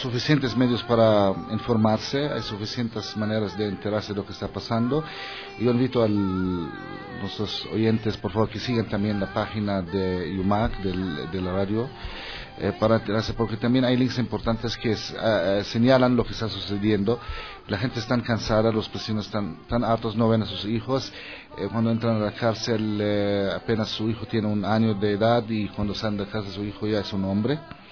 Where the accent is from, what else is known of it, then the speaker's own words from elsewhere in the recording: Palestine; que viven en mi tierra, y para deshacerse de cualquier resistencia del pueblo palestino nativo